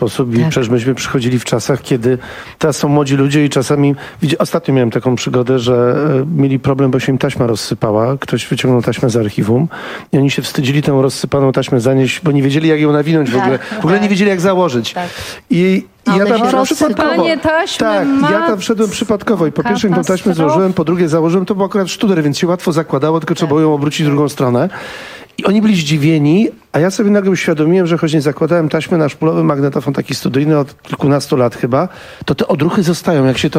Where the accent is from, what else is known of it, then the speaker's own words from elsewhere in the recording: Szczecin, West Pomeranian Voivodeship, Poland; now in Warsaw, Poland; W ogóle jestem ze Szczecina, chłopak z nadmorza. I z tej rozgłośni w Szczecinie przyjechałem wiele lat temu do Warszawy